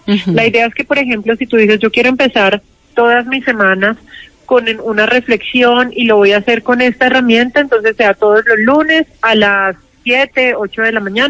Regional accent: Manizales, Caldas, Colombia; Yo soy de Manizales.

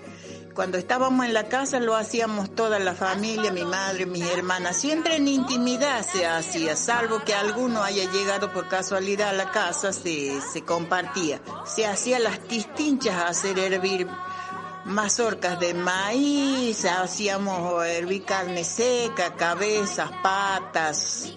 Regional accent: Cerro Negro de Tejadas, Salta, Argentina; also born or lived in Cachi; soy de Salta la Linda, así que nací en el pueblo de Cachi y después de ahí me crié en un lugar llamado Cerro Negro de Tejadas. Vengo de parte de mi padre Coya, mi madre Calchaquí.

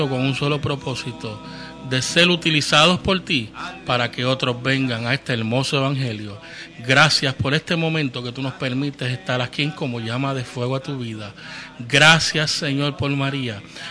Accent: Santurce, Puerto Rico; allá del área de donde yo soy, Villa Palmera, Playita, Santurce, en diferentes lugares del sector

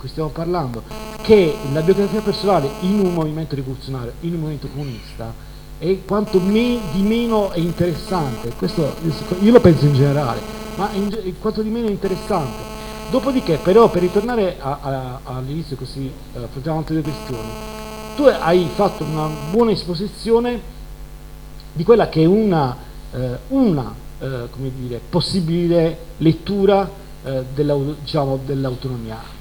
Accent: Bari, Apulia, Italy; Io per esempio sono originario di Bari

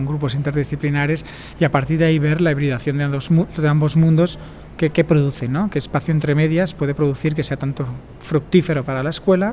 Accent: Spain; now in Barcelona, Spain; vengo de España, vivo en Barcelona

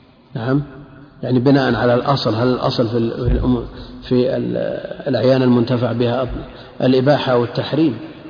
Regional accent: Najd, Saudi Arabia; عندنا في نجد سمى شبع أيضا.

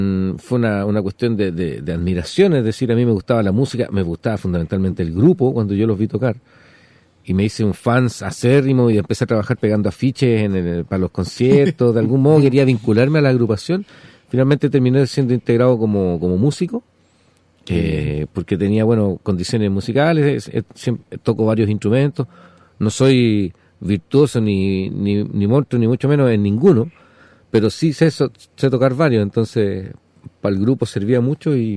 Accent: Chile; soy un compositor chileno

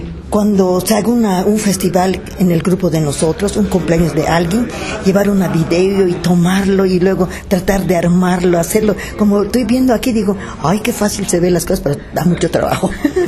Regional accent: Itbalche, Campeche, Mexico; yo soy de pueblo, soy de Itbalche, Campeche.

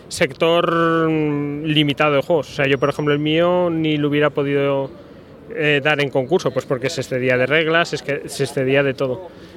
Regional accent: Aragon, Spain; porque soy de Aragón y ahí somos un poco burros

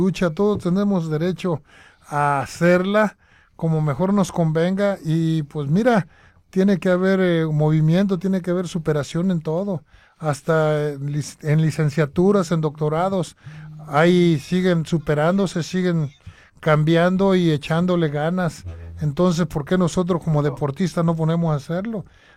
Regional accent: Guadalajara, Jalisco, Mexico; born there; Yo nací en Guadalajara, yo venía aquí al Progreso

